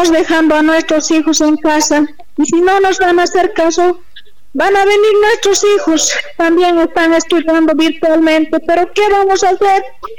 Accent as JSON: {"language": "Spanish", "country": "Bolivia", "said": "Nosotros también somos bolivianos, tenemos derecho a trabajar."}